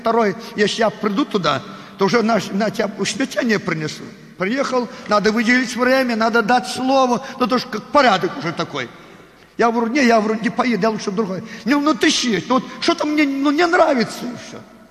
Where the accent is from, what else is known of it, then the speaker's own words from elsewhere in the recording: Belarus; Russian is a second language; Мы белорусы. На русском языке с акцентом говорим.